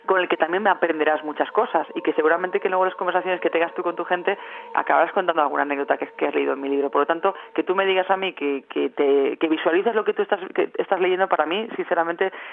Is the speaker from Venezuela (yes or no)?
no; Valladolid, Castile and León, Spain; presento el libro el 24 de septiembre en Valladolid, en mi tierra